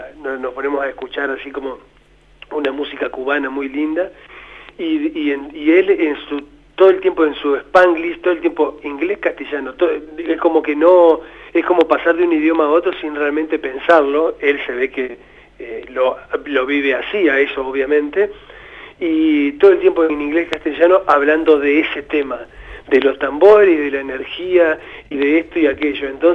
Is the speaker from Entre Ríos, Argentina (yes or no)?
yes; Entre Ríos, Argentina; como también soy de Entre Ríos, siempre ir a tocar realmente a las provincias y demás